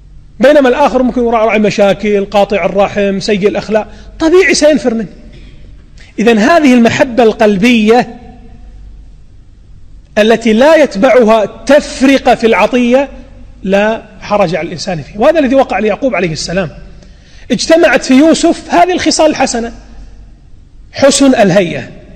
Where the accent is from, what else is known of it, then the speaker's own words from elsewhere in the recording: Kuwait; التعليم السيء عندنا في الكويت الذي يقتل المواهب ويقتل الإبداعات